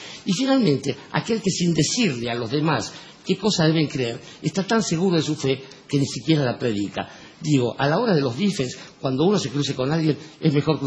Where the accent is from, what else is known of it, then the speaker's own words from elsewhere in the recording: Barracas, Buenos Aires Province, Argentina; born there; Yo nací en Barraca, ¿por qué tengo que estar acá?